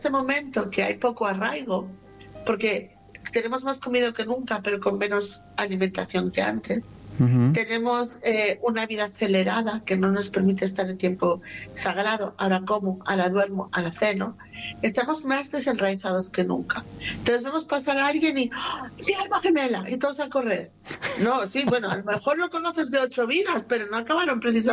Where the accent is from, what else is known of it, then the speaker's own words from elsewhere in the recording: Barcelona, Catalonia, Spain; born there; yo nací en Barcelona, ganara quien ganara, yo ganaba.